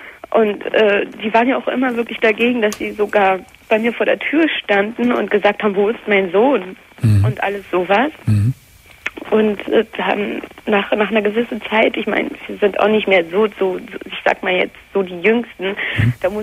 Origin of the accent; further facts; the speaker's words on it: Germany; born there; Ich bin in Deutschland geboren, nur meine Vorfahren halt nicht.